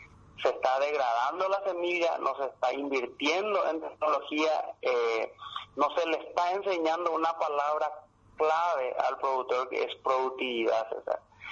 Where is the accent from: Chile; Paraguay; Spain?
Paraguay; tenemos que sentarnos a hablar como paraguayos